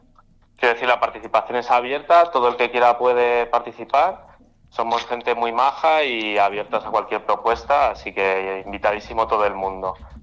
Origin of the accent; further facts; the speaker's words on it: Madrid, Community of Madrid, Spain; yo no soy de Tetuán, yo soy de La Coma, y la verdad es que he ido al festi desde, yo qué sé, desde que era adolescente